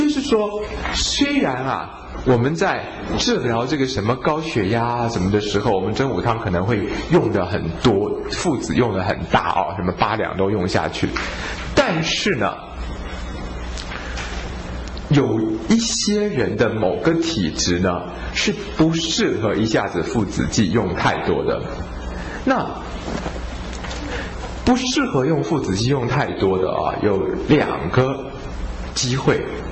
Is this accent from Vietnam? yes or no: no; Taiwan; 我们台湾人啊长到今天，其实我们许许多多的台湾人都是所谓的水果宝宝啊，就是从小到大吃了很多水果